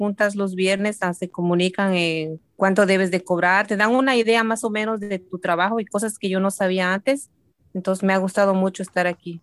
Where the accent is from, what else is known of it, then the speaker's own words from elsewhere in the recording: State of Mexico, Mexico; now in Costa Mesa, United States; Soy del Estado de México. Llegué en este país en el año 2006. Ahora estoy viviendo en Costa Mesa, California. Ya tengo 16 años en este país